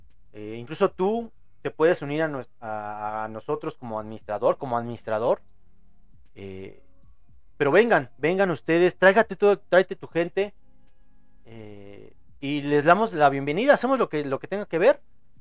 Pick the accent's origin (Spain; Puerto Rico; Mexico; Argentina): Mexico; Eso es obvio, yo soy mexicano.